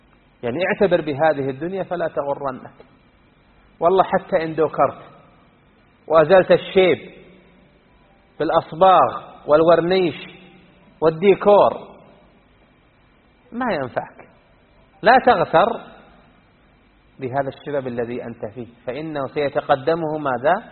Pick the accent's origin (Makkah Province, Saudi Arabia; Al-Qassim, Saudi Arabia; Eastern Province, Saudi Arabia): Al-Qassim, Saudi Arabia; Unaizah; كان عندنا الناس يلعبون في ديرتنا في عنيزة تحت قبة من القبب